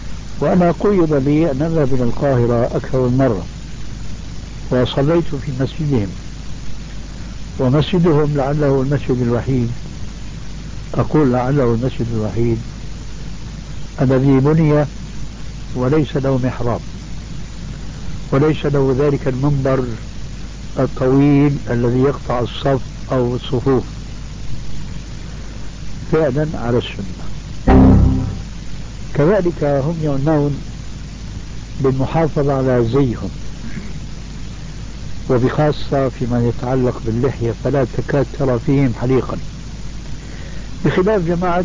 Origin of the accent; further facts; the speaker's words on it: Damascus, Damascus Governorate, Syria; كما يقولون عندنا في دمشق الألف من المصطيجة، المصطيجة العصاية الطويلة عندنا